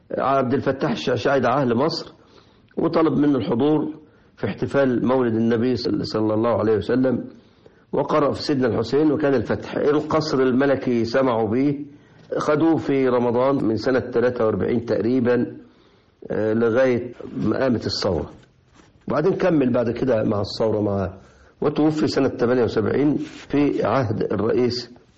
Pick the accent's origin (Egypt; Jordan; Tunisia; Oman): Egypt; Mutubas, Kafr El Sheikh Governorate; شفته يقرأ بلدتي اسمها مطوبس، مدينة مطوبس كفر الشيخ، جاء في بلدة قريبة وأنا كنت في الكتاب